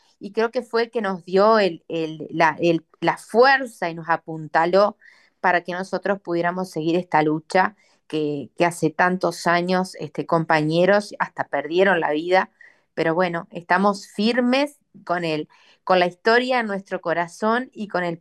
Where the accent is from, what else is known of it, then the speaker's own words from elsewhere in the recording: Young, Río Negro, Uruguay; also born or lived in Montevideo; nací en Yun, mi familia llegó en el 71 con mis tres hermanos, mi hermano más chico y yo nacimos acá. Yo soy muy, muy yunguense, amo mucho esta tierra, elegí Yun porque me fui a estudiar a Montevideo y volví.